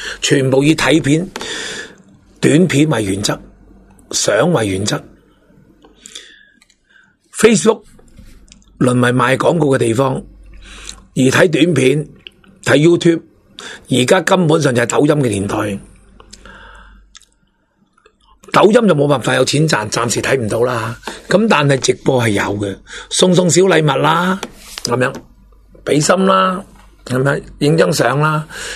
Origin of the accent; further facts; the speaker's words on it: Hong Kong; 我哋香港人嘅核心价值从来都冇民主